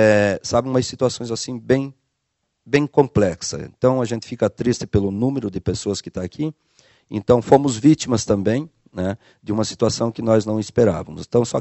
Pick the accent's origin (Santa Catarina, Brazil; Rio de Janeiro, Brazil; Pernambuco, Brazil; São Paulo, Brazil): Santa Catarina, Brazil; Chapecó; Eu nasci e me criei em Chapecó, conheço o mundo da música desde os 12 anos de idade